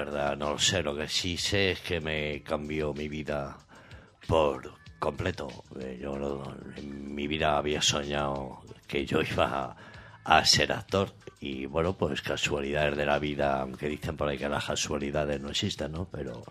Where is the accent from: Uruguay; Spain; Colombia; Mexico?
Spain; Madrid, Community of Madrid; Digo, no, mira, tía, yo es que soy de Madrid